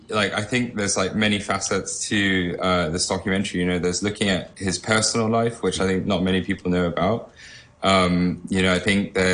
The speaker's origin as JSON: {"language": "English", "country": "Hong Kong", "tie": "born or raised there", "said": "I'm a local boy, I'm born and brought up in Hong Kong."}